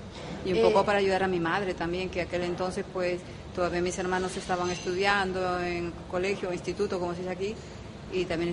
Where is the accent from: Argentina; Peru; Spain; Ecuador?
Peru; fueron los primeros que ayudaron a Perú para salir adelante. Y puedo decir que mi tierra está económicamente muy, muy bien en estos momentos.